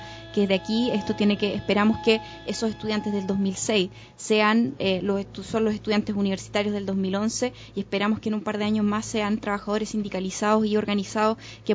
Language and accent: Spanish; Chile; esto es un proceso bien largo que tenemos que vivir como sociedad chilena, como pueblo chileno